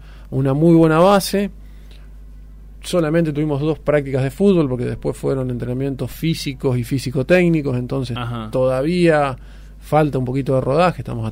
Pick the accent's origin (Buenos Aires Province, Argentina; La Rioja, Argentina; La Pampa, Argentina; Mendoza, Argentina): Buenos Aires Province, Argentina; Río Tala; yo me crié en Río Tala.